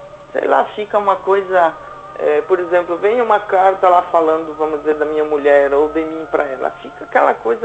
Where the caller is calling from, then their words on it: Santa Catarina, Brazil; Eu falo de Santa Catarina, eu não vou falar o local.